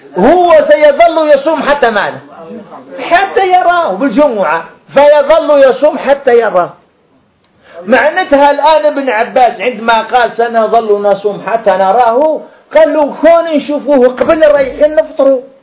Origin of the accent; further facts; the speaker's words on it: Algeria; هذا حصل عندنا في الجزائر هنا